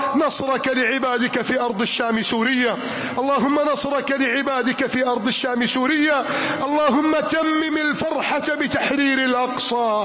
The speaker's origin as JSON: {"language": "Arabic", "country": "Egypt", "said": "اللهم احفظ بلدنا مصر، اللهم أعن بلدنا مصر، اللهم ارفع راية بلدنا مصر"}